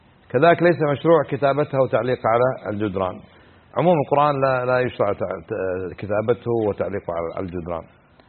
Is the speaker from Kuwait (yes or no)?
yes; Kuwait; كان عندنا في الكويت